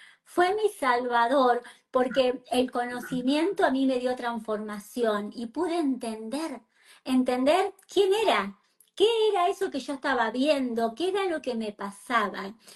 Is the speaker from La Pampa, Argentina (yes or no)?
yes; La Pampa, Argentina; Yo soy argentina, pampeana